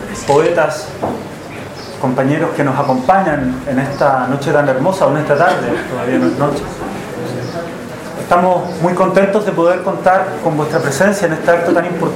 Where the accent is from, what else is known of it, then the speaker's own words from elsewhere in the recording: Chile; En mi caso como chileno empecé a tratar de ver mi historial